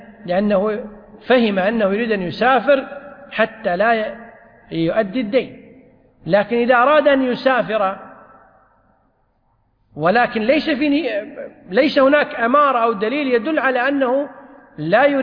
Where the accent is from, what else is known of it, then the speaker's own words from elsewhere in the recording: Kuwait; والقانون عندنا في الكويت أن الديون المؤجلة